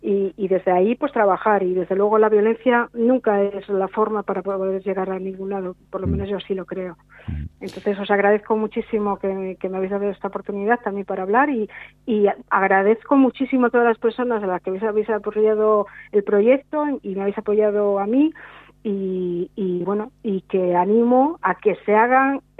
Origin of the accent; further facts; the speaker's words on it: Galicia, Spain; yo soy gallega, y he venido en 1999 vine a vivir a Galicia, hasta Asturias, y trabajo en Asturias.